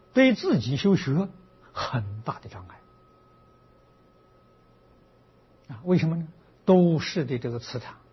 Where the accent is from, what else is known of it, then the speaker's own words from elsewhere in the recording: Anhui, China; 我小时候，我的家乡离九华山很近，走路要走三天呢。